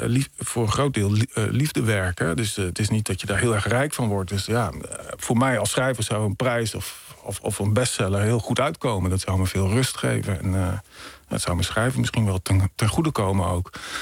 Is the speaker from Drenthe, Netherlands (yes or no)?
yes; Emmen, Drenthe, Netherlands; Een roman over mijn jeugd in een blokkenwinkel in Emmen.